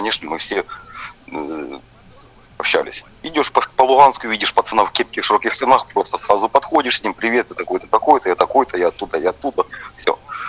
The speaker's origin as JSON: {"language": "Russian", "town": "Starobilsk", "region": "Luhansk Oblast", "country": "Ukraine", "also_born_or_lived": "Alchevsk", "said": "Я со Старобельска, я с Алчевска, понимаешь, потому что в каждом городе там было не по много пацанов"}